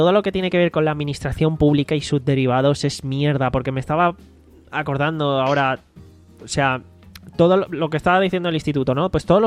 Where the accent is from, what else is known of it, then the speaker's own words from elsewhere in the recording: Valencian Community, Spain; si yo soy de España y voy